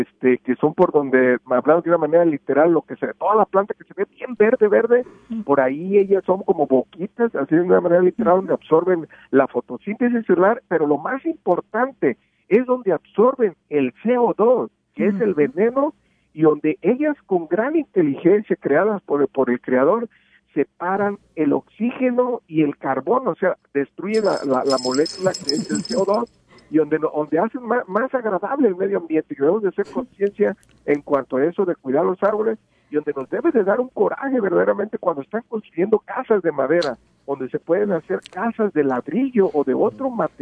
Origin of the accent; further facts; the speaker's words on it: Mexico; En mi pueblo, en mi país, que es México, yo veo mucha gente